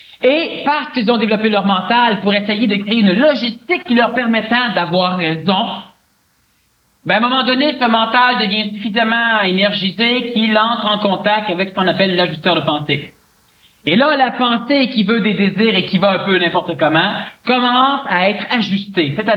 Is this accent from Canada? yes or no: yes; Montreal, Quebec, Canada; Je suis un Montréalais. Je suis un Québécois. Je suis un ancien ambulancier.